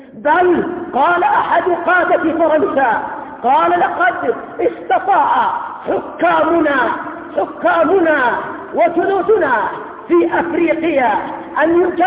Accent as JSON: {"language": "Arabic", "country": "Yemen", "said": "وعندنا في اليمن لما قامت الدولة الاشتراكية الشيوعية في المحافظات الجنوبية"}